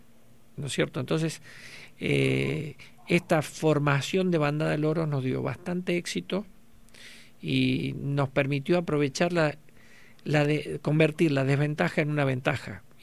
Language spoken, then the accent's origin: Spanish; Argentina; nosotros somos argentinos y no dejamos de ser eso